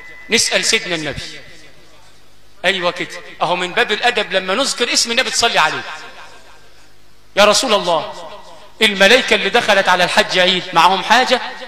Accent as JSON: {"language": "Arabic", "region": "Sharqia Governorate", "country": "Egypt", "said": "في مثل عندنا في الشرقية بيقول لك"}